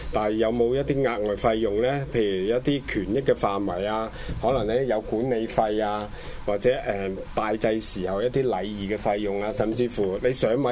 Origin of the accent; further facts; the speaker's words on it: China; 我哋中國人會講禁忌